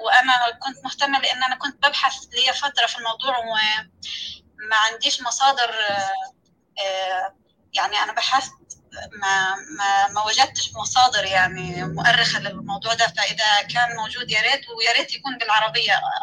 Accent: Sinai, Egypt; لأن أنا من سيناء، سيناء والأردن وفلسطين، لأن في ارتباط عضوي يعني بين القبائل.

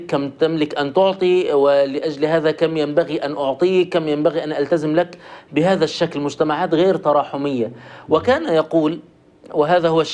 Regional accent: Egypt; كلنا نحن مصريون ونشأنا في المجتمع المصري التراحمي

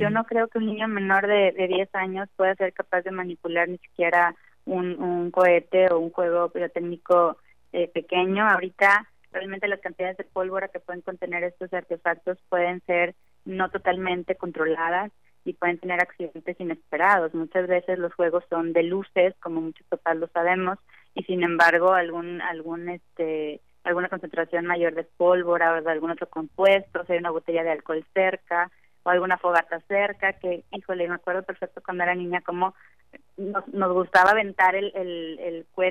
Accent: Coahuila, Mexico; yo soy de Coahuila, entonces allá acostumbrábamos mucho los famosos cohetes, o juegos pirotécnicos

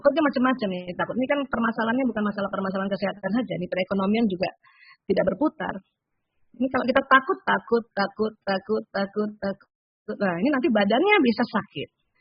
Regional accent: South Sulawesi, Indonesia; Kayak saya ini orang Bugis. Orang Bugis kan kalau keras ya.

